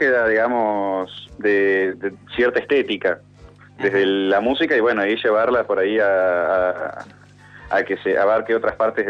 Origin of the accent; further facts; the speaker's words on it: Paraná, Entre Ríos, Argentina; En Santa Fe, yo soy de Paraná